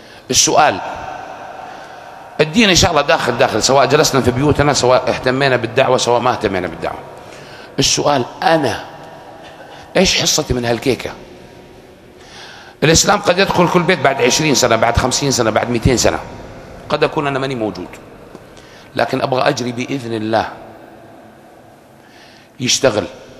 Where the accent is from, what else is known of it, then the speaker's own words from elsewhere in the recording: Saudi Arabia; أنا سعودي مسلم